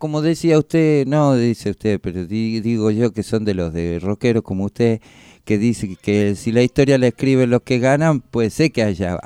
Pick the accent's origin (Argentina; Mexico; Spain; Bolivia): Argentina; Ay, hoy se dice, ¿qué somos los argentinos? Somos un crisol de raza, dice, ¿no?